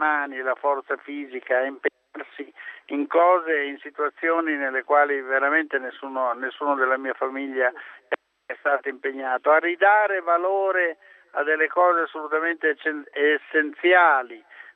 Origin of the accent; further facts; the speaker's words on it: Emilia-Romagna, Italy; ho visto alcuni centri della mia terra, che tra l'altro sono presenti come sfondi in alcuni miei film, spazzati via